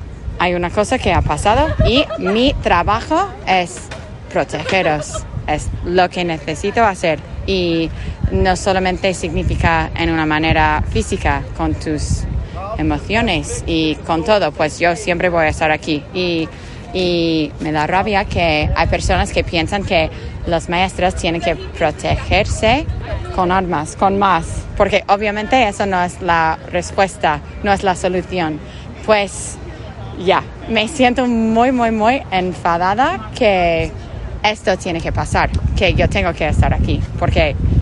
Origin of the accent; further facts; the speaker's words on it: Sacramento, California, United States; Yo soy de Sacramento, pero yo trabajo en una escuela de doble inmersión de quinto grado en Alpine también, bueno, al lado de él.